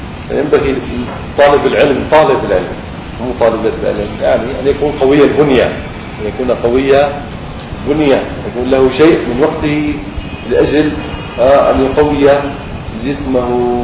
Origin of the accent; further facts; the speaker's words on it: Syria; فعرفوني اني انا من سوريا فوقفوا.